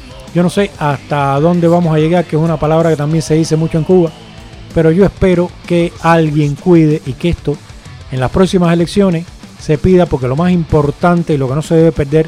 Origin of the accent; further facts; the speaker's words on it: Spain; lo estoy viendo como ciudadano español que soy, pero también lo estoy viendo como fuera